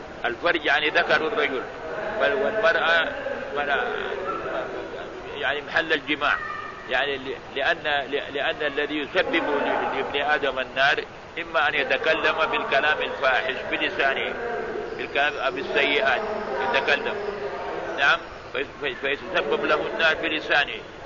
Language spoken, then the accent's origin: Arabic; Baghdad, Baghdad Governorate, Iraq; حدثنا بهذا الحديث في بلد بغداد في بلدي بغداد